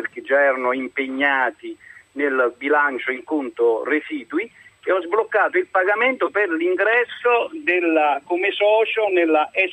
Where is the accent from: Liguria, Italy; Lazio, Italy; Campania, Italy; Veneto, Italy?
Lazio, Italy; Cassino; Da Cassino.